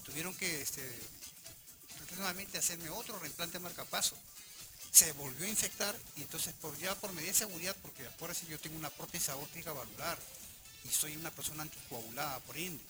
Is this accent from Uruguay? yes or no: no; Callao, Peru; yo soy un chalaco verdaderamente de corazón.